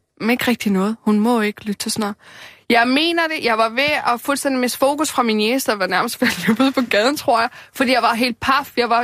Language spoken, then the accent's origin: Danish; Amager, Capital Region of Denmark, Denmark; hun bor derude på Amager, hvor jeg voksede op.